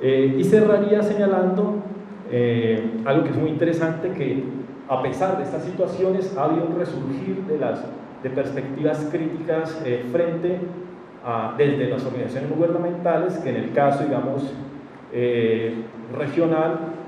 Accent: Colombia; O aquello que nos une como los colombianos sería la Carta Política del 91

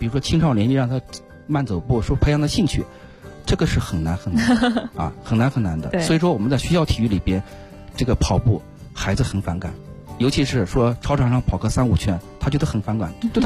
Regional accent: China; 我们中国人实际上对这个极限运动也好，好多一冒险运动也好，实际上兴趣点不是那么高的啊

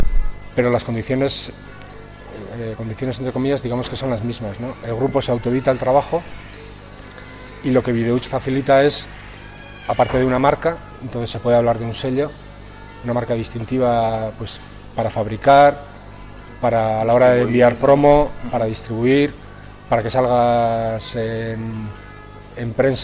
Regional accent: Andoain, Basque Country, Spain; yo soy de Andoain

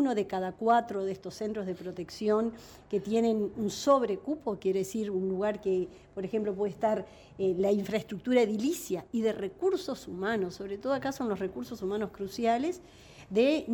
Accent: Uruguay; seguimos como uruguayos siendo interpelados

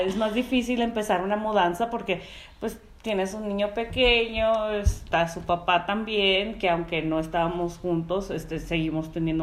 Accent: Tijuana, Baja California, Mexico; yo soy de Tijuana. Yo nací allá, crecí allá y he estado el 90% de mi vida en Tijuana. O sea, sí he vivido como temporalmente en otros lugares.

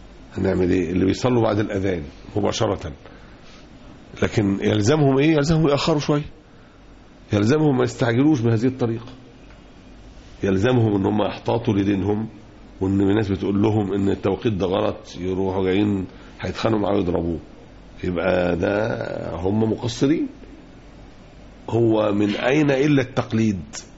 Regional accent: Egypt; عندنا في مصر اتعملت لجنة

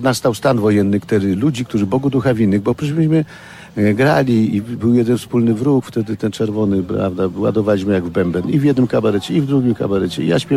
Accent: Kraków, Lesser Poland, Poland; się urodziłem w Krakowie, dzięki temu, że się wychowałem wśród takich mistrzów batuty jak Wisłocki, Kręc, Kort, Missona

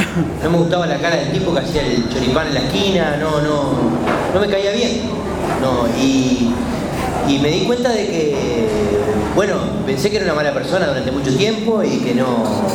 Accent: Montevideo, Uruguay; tomando distancia del barrio, cuando me alejé del barrio, cuando me fui de Montevideo, viví más en Montevideo

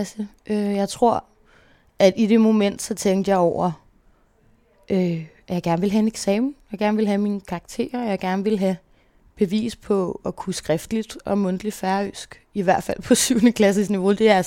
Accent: Copenhagen, Capital Region of Denmark, Denmark; also born or lived in Faroe Islands / Herning; Når jeg er 3, flytter mig og min mor til København, hvor vi bor. Først lidt på Nørrebro, lidt i Valby, og flytter til sidst til Vesterbro, hvor vi bor indtil jeg er 10 år gammel.

